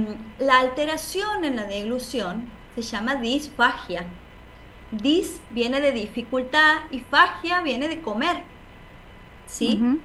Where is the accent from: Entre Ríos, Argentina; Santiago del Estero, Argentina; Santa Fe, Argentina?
Santiago del Estero, Argentina; accent: tonada; no sé si por mi tonada podrán sacar de dónde soy. Soy de Santiago del Estero